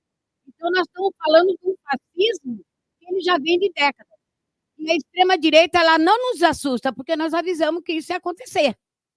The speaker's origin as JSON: {"language": "Portuguese", "town": "Santos", "region": "São Paulo", "country": "Brazil", "said": "Eu sou da Baixada Santista, sou de Santos"}